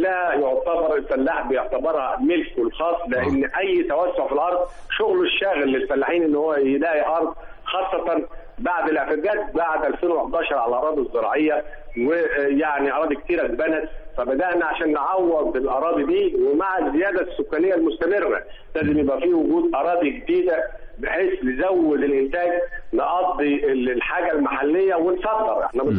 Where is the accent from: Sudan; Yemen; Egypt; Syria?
Egypt; Upper Egypt; عندنا في الصعيد زراعة القصب.